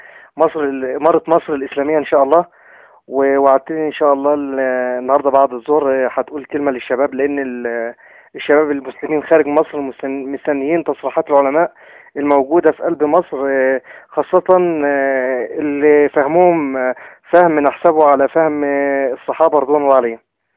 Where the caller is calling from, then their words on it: Saudi Arabia; انا بكلمك الان من السعوديه يا شيخنا